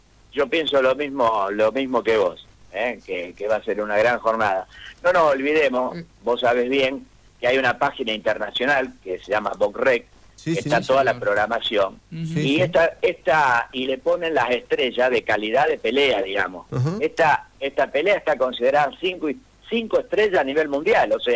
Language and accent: Spanish; Rosario, Santa Fe, Argentina; nosotros como rosarino no queremos otra cosa que la victoria